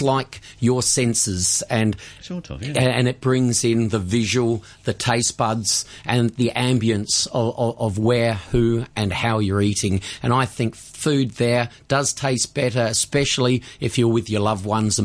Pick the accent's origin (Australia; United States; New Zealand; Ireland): Australia; Tasmania; I have a passion for Tasmania. I grew up in Tasmania.